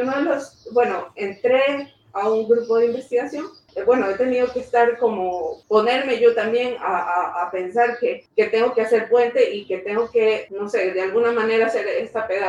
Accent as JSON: {"language": "Spanish", "town": "Guayaquil", "region": "Guayas", "country": "Ecuador", "moved": "as an adult", "lives_now": "Bilbao, Spain", "said": "vengo de Guayaquil, soy artista visual y también estudio producción editorial."}